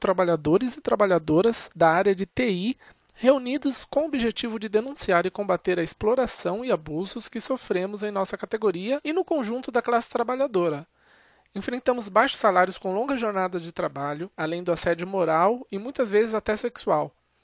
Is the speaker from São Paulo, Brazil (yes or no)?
yes; Sorocaba, São Paulo, Brazil; trabalho na área de suporte, sou de Sorocaba, estado de São Paulo, trabalho numa empresa de suporte de TI.